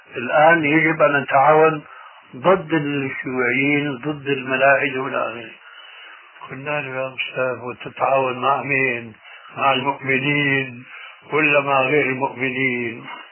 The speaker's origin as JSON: {"language": "Arabic", "country": "Syria", "said": "يقولوا عندنا في سوريا عزيز بدون قيام"}